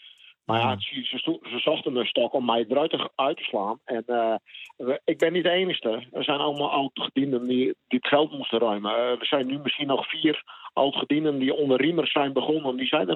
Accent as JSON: {"language": "Dutch", "region": "Friesland", "country": "Netherlands", "said": "En ik ben een Fries."}